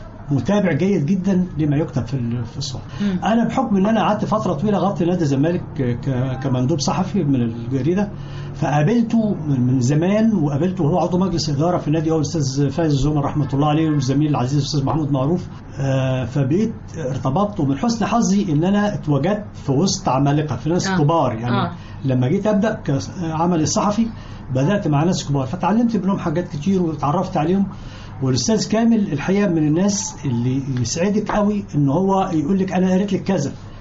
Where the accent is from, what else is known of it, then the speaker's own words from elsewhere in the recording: Al-Aqayla, Sharqia Governorate, Egypt; أنا من الشرقية من قرية اسمها العقايلة تابع لمركز الحسنية في محافظة الشرقية